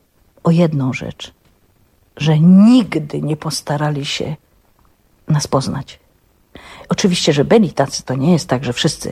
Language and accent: Polish; Świętochłowice, Silesian Voivodeship, Poland; się urodziłam w tych Świętochłowicach, mieszkam na tych Lipinach, gdzie 90%, a może nawet 100% dzieci było takich jak ja.